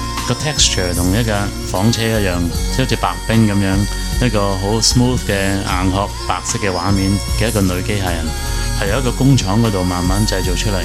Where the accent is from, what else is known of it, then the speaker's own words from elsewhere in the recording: Hong Kong; 咁我哋香港人亦都一啲都唔陌生噶啦